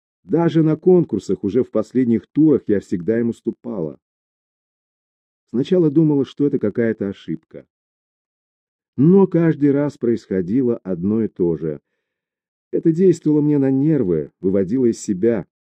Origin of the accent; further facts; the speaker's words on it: Japan; Я родилась в Японии, ходила в японскую школу, росла в окружении японских детей, играла, дружила с ними. То есть чувствовала себя абсолютно японкой, но по национальности все же была иностранкой.